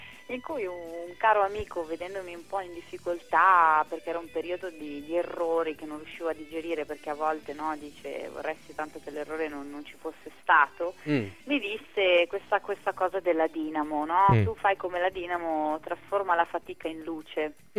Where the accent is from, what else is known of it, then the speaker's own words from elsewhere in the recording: Milan, Lombardy, Italy; io sono nata a Milano, è una vita che vivo qui, e da una parte è una vita che me ne voglio andare.